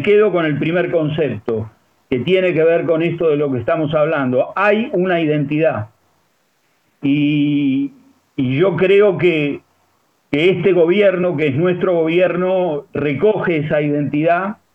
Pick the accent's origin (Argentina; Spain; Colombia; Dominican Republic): Argentina; como argentinos y americanos tenemos una tradición de continuidades